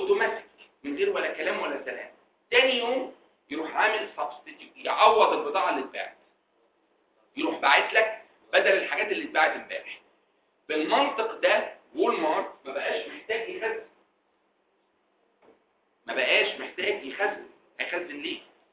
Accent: Egypt; على كل الاماكن الضخمه اللي عندنا في مصر دي

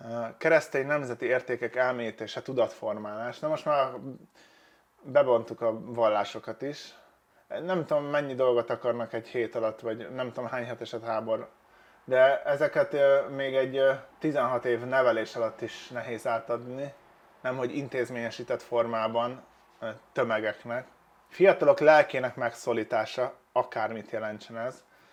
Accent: Hungary; mert én nem gondolom, hogy én attól jobb vagy rosszabb lennék, hogy magyar vagyok. Egyszerűen ide születtem, és ez van.

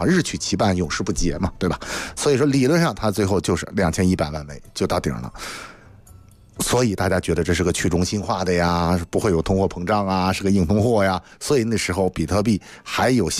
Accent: China

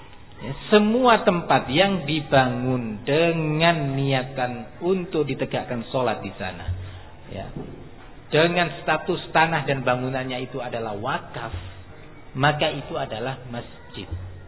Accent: East Java, Indonesia; Bukan saya membela Madura karena saya orang Madura, bukan tuh.

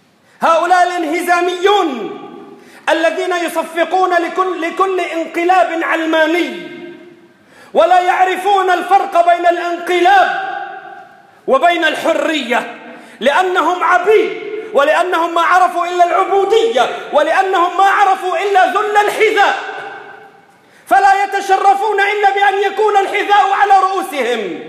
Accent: Lebanon; والمسألة تحتاج عندنا بلبنان بالتحديد لشوية ربط جأش وصبر

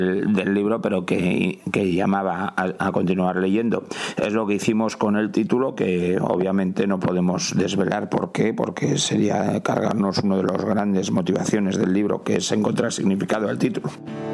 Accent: Basque Country, Spain; y yo soy de Euskadi

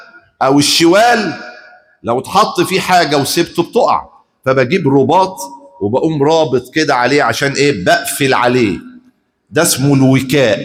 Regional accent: Egypt; ايه اكتر قوت عندنا في مصر؟

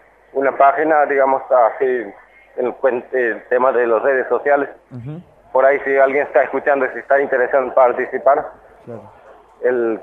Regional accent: Argentina; simplemente somos argentinos y simplemente somos argentinos. y somos indígenas

